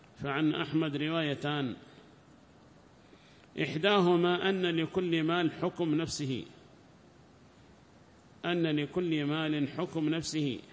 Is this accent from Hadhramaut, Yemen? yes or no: yes; Hadhramaut, Yemen; هنا 20 عندنا في حضرموت و20 في عدن